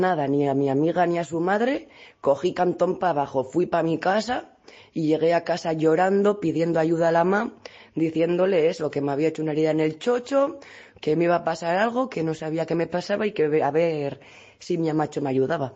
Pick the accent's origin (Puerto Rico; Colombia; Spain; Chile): Spain; Vitoria-Gasteiz, Basque Country; tengo 28 años, soy de Vitoria-Gasteiz, del País Vasco